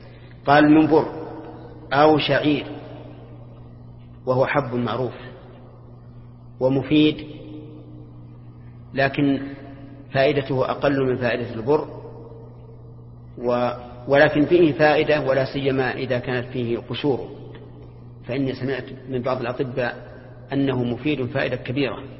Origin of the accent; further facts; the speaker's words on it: Al-Qassim, Saudi Arabia; بينما المد عندنا في القصيم 3/3 الصاع، يختلف